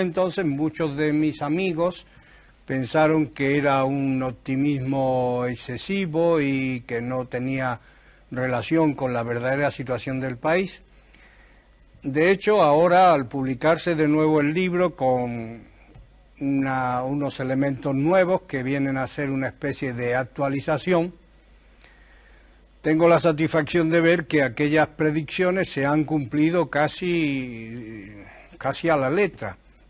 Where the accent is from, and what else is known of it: Granada, Andalusia, Spain; born or raised there